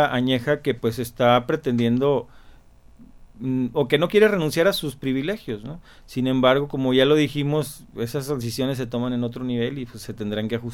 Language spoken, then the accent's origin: Spanish; Mexico; Pues yo lo que pienso es que, como mexicanos, ¿qué podemos hacer?